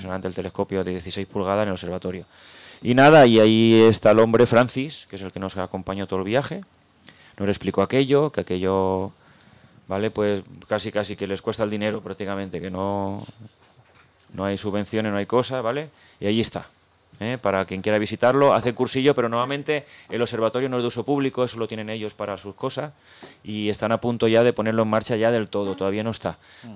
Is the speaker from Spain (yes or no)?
yes; Balearic Islands, Spain; Pues nosotros somos de Mallorca